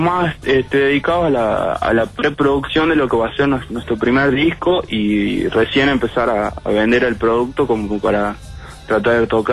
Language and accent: Spanish; Frías, Santiago del Estero, Argentina; No, yo soy de Frías.